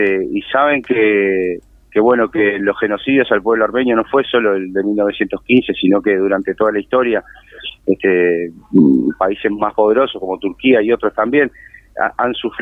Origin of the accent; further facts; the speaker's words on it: Uruguay; yo soy un tipo recontra uruguayo, soy murguista, soy candombero, yo qué sé, soy de mi barrio de la esquina, ¿sí? Es decir, soy más uruguayo que el mate, pero también soy igualmente armenio